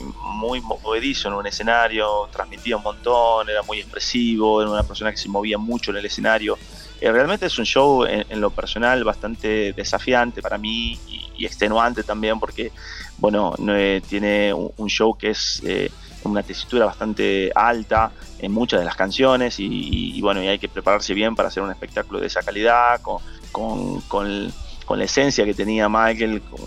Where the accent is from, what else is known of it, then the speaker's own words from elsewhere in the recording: Tucumán, Argentina; Claro, venimos del interior y venimos de Tucumán, y es raro porque nosotros siempre estamos muy asociados al folclore, a esta música tan típica del norte